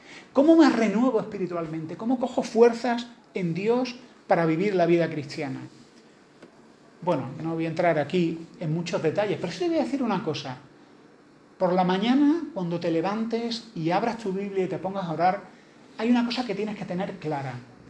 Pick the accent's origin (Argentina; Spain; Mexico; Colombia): Spain; Andalusia; Esto es una cosa muy andaluza, a lo mejor los que no soy andaluces no lo entendéis.